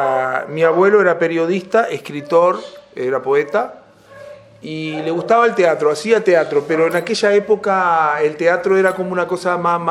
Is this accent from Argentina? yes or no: no; San Ramón, Canelones, Uruguay; also born or lived in Montevideo; en San Ramón, nací, si bien nací en Montevideo, en el Círculo Católico, viví toda la vida acá en San Ramón